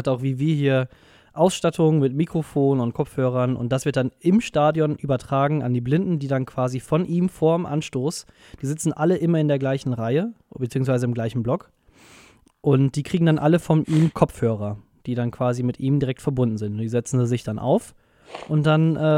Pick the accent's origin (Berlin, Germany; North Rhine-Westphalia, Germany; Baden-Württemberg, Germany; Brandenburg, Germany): North Rhine-Westphalia, Germany; ich komme halt ja aus Nordrhein-Westfalen und da haben wir den WDR.